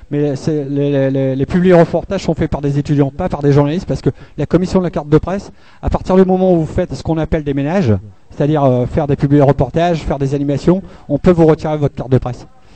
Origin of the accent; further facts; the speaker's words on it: Hauts-de-France, France; Je viens du Nord, à côté de Calais. Enfin, une centaine de kilomètres de Calais, mais j'y vais assez souvent.